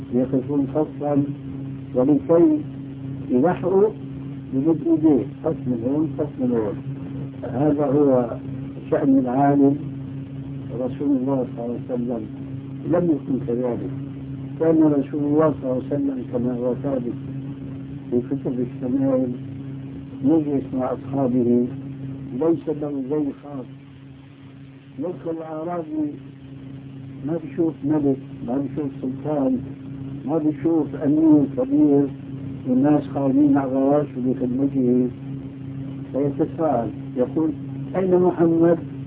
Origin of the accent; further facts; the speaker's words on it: Damascus, Damascus Governorate, Syria; also born or lived in Albania; now in Jordan; أنا أصلي ألماني ثم دمشقي ثم أردني، فأنا أعرف البلاد هاي كل واحدة لها إيش مجهولة المصيبة